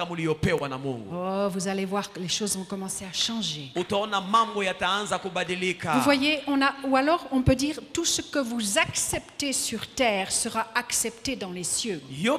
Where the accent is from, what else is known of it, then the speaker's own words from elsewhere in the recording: DR Congo; moved away; Parce que j'ai quitté le Congo en 1980 pour jamais revenir. Pour moi, le Congo, c'était pour papa et maman.